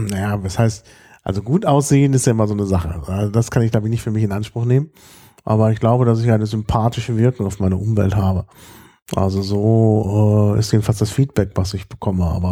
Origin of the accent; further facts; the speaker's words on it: Dortmund, North Rhine-Westphalia, Germany; born there; now in Berlin, Germany; Also geboren bin ich in Dortmund, aber eigentlich fühle ich mich seit Anfang 1998, so richtig als Berliner.